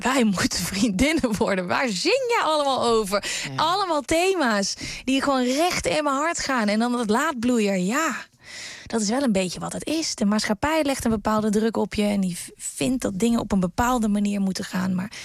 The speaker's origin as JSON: {"language": "Dutch", "region": "North Brabant", "country": "Netherlands", "tie": "born or raised there", "said": "ik ben opgegroeid in Brabant. En daar wordt dat gewoon met de paplepel ingegoten."}